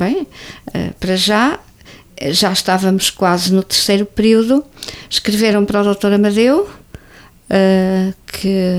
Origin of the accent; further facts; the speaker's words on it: Vila Franca, Centro, Portugal; Na minha terra só, assim mais perto